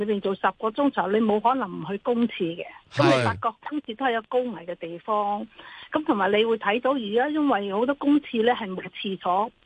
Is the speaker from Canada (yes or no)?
yes; Canada; 其實我是加拿大人嘅